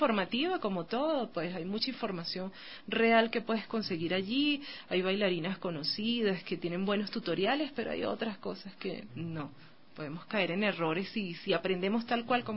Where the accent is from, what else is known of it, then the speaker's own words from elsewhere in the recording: Venezuela; en mi caso y en el caso de muchas chicas en Venezuela.